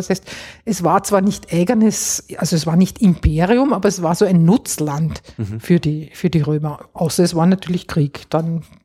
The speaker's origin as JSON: {"language": "German", "region": "Vienna", "country": "Austria", "tie": "born or raised there", "said": "ich bin jetzt auch ein Kind der Nachkriegszeit. Das heißt, ich bin eigentlich auch nicht, ich bin in Wien aufgewachsen. Also ich bin nicht in den Bergen."}